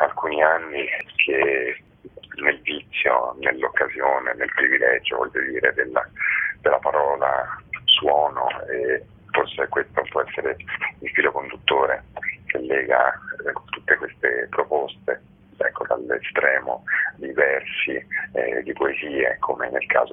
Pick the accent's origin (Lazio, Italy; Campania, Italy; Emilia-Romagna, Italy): Lazio, Italy; Rome; questo lo dico ai romani, perché da romano so perfettamente quanto mezz'ora sia oro in questa città.